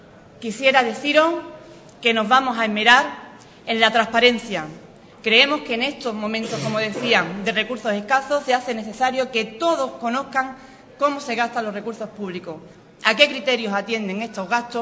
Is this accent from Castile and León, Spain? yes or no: no; Ubrique, Andalusia, Spain; me siento tremendamente orgullosa de poder representar a mi pueblo como alcaldesa de Ubrique